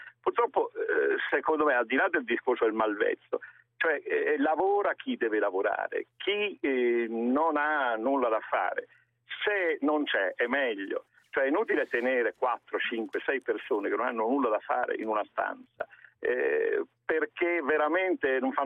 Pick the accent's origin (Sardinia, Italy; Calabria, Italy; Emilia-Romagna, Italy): Calabria, Italy; sono calabrese tra l'altro